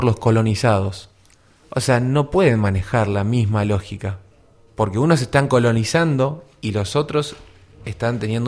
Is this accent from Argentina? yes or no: yes; Argentina; Pero nosotros, como argentinos, por ejemplo